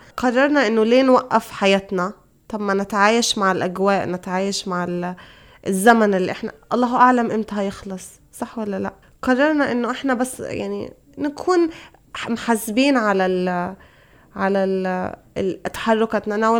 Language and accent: Arabic; Egypt; بعدين طبعا إحنا عندنا في مصر الفرحة والإشهار